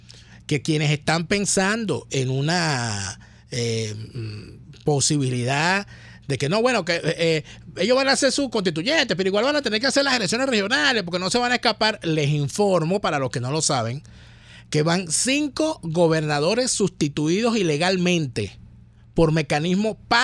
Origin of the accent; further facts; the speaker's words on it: Venezuela; yo también soy ciudadano, yo también soy venezolano